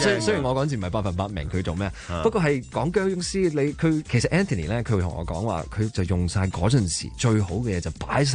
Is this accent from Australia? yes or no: yes; Australia; 特別我喺澳洲長大，有好多嘢真係未食過噶嘛